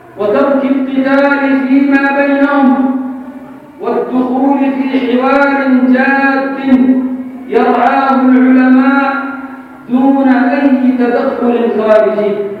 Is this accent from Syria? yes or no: no; Yemen; أن نقوم بواجبنا كيمنيين ضمنا هذا الوطن